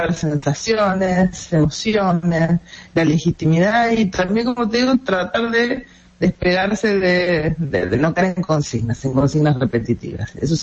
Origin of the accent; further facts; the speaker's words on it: Argentina; moved away; also born or lived in Venezuela; yo llegué a Venezuela sin ninguna simpatía per se con Chávez, al revés, como Argentina, que con conciencia de lo que han sido los militares en América Latina en general